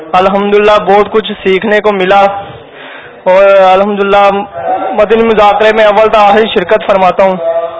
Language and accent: Urdu; Lahore, Punjab, Pakistan; میں لاہور سے آیا ہوں